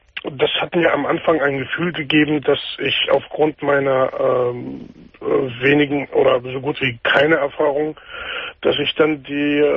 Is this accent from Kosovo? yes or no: no; Palestine; now in Germany; Das ist Palästina.